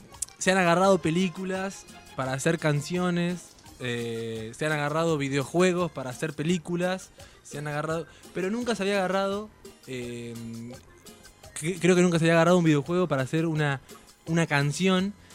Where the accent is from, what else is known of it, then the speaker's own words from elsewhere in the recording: Gualeguaychú, Entre Ríos, Argentina; Yo soy de Gualeguaychú, Entre Ríos, allá cerquita del Uruguay.